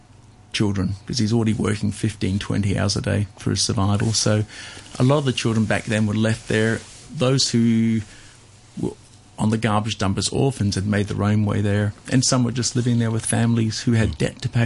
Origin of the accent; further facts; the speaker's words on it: Australia; I grew up in Australia